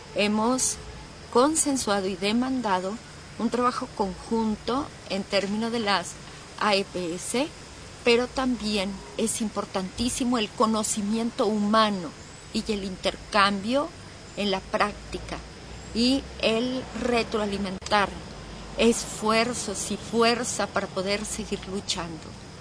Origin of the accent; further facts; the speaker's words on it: El Salvador; soy de El Salvador